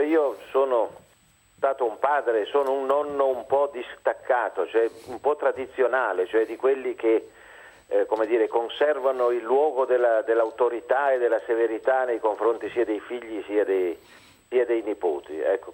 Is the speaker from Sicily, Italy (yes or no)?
no; Venice, Veneto, Italy; also born or lived in Naples; io sono nato a Venezia, ma malgrado la mia famiglia sia torinese, io sono nato a Venezia, sono vissuto a Venezia e sono vissuto a Napoli, mentre i miei nonni stavano a Torino.